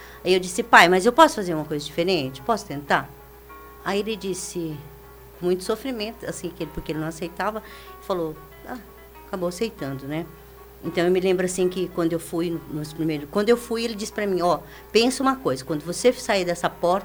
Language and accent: Portuguese; Sertanejo, Paraná, Brazil; eu nasci em Sertanejo, uma cidade do norte do Paraná. É, assim, a maioria das pessoas lá eram japoneses mesmo.